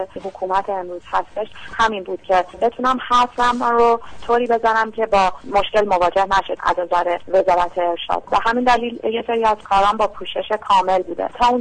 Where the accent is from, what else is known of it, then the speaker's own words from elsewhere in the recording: Iran; اگر با شرایط جامعه‌ای که در اون به دنیا اومدم و زندگی کردم مشکلی داشتم، حالا مشکل من تو جامعه امروز ایران